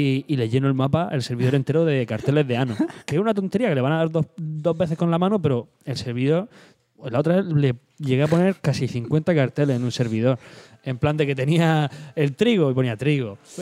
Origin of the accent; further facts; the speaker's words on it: Spain; decía, sí, soy de España